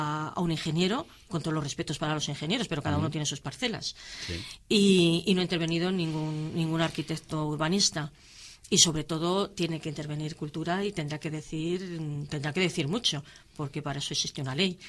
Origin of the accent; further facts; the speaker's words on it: Laredo, Cantabria, Spain; los que somos de Laredo paguemos menos